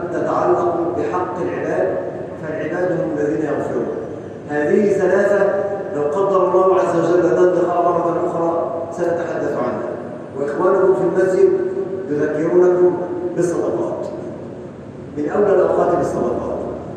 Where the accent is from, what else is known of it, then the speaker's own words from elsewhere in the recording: Egypt; اللهم اجعل بلدنا مصر أمن أمان، سلما سلاما، سخاء رخاء